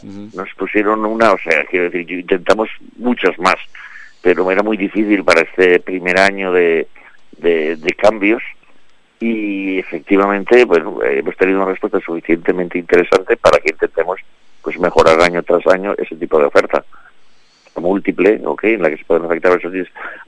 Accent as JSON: {"language": "Spanish", "region": "Valencian Community", "country": "Spain", "said": "Claro, no te olvides, soy valenciano."}